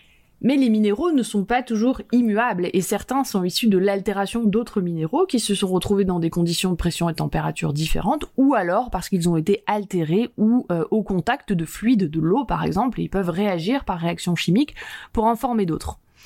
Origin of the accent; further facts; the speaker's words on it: Chamonix, Auvergne-Rhône-Alpes, France; des roses comme par chez moi, à Chamonix par exemple